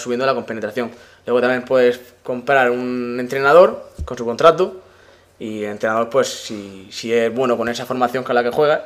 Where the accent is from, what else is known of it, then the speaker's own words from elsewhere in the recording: Spain; O sea, claro, soy español